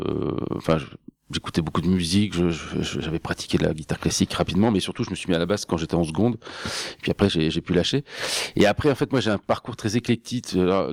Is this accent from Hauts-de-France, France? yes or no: yes; Hauts-de-France, France; parce que je suis picard, mais je suis venu faire une partie de mes études à Metz et à Nancy